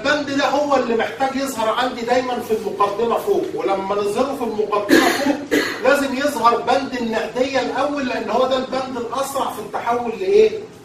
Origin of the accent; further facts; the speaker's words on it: Egypt; فهتلاقي حضرتك عندنا في مصر حاجه اسمها معايير المحاسبه المصريه